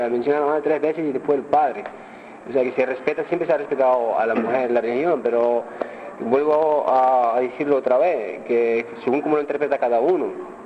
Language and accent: Spanish; Seville, Andalusia, Spain; Yo me crié en Sevilla desde los 12 años.